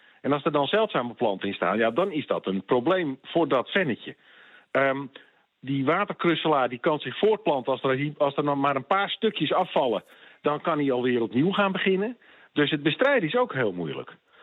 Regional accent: Netherlands; daar kunnen we als Nederlanders vaak heel erg moeilijk

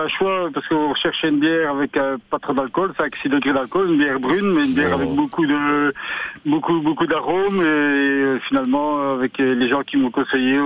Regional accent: Wallonia, Belgium; pourquoi on ne peut pas appliquer ce système, cet itinéraire d'élevage chez nous en Belgique et en Wallonie

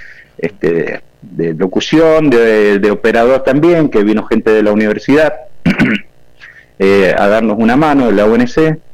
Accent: Bermejo, Mendoza, Argentina; Nací acá, soy bermejindio … dirían los de Chacra, nacido y criado en Bermejo.

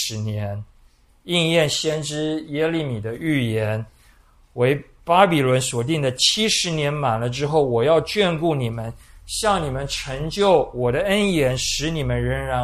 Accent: Taiwan; 很类似我们台湾人的民间信仰

